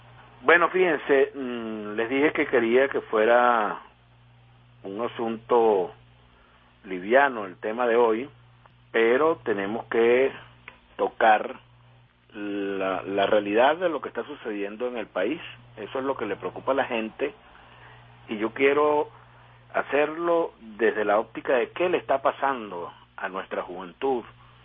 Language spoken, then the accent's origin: Spanish; Venezuela; Como venezolano, uno se debe sentir afectado por esta situación.